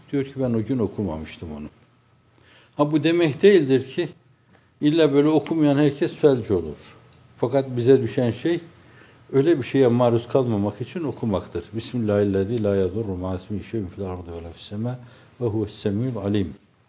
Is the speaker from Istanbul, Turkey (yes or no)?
no; Erzurum, Turkey; Benim kendi memleketim olan Erzurum'da da derlerdi, köyünde de derlerdi, kentinde de derlerdi bunu.